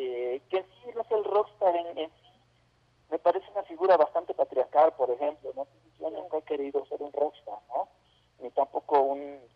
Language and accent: Spanish; Puebla, Mexico; also born or lived in Mexico City; Yo soy poblano, pero bueno, viví mucho tiempo en el oriente de la ciudad